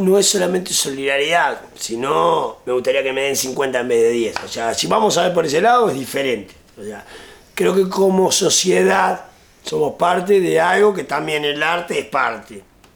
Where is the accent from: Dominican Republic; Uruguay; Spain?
Uruguay; Creo que en eso somos uruguayos.